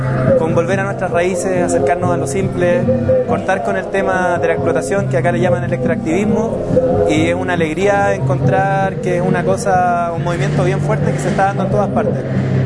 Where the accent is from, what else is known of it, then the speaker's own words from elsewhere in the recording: Coyhaique, Aysén, Chile; vengo de Coyhaique, de la Patagonia chilena.